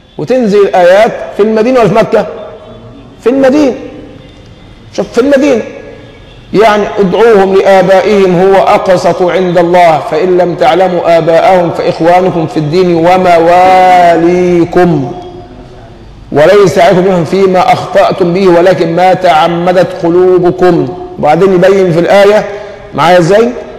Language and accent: Arabic; Egypt; هو نحن اليوم ايه اللي يحوجنا كمصريين حتى نصبح أمة واحدة كما كنا من قبل؟